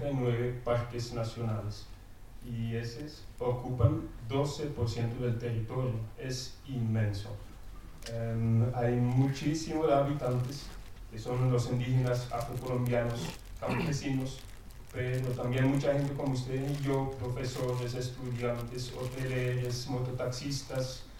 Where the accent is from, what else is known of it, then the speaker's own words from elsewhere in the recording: Belgium; Spanish is a second language; now in Colombia; soy belga, no soy holandés como los demás extranjeros aquí. Ya vivo 6 años en Colombia, en un pueblo campesino en el norte del país, en la Sierra Nevada Santa Marta, donde tengo mi esposa y mis 2 niños.